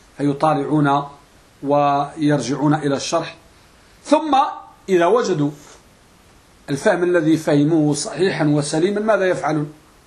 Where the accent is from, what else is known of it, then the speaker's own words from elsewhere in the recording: Morocco; وهذه مسألة موجودة عندنا بالمغرب تسمى المراجعة والمطالعة.